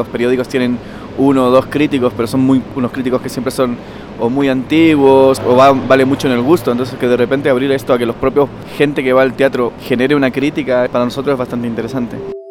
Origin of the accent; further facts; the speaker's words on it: Barcelona, Catalonia, Spain; vengo de Barcelona